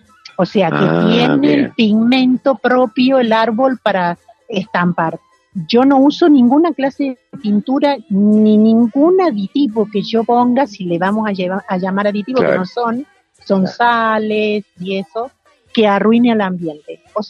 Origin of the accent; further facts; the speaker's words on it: Córdoba, Argentina; De Córdoba capital.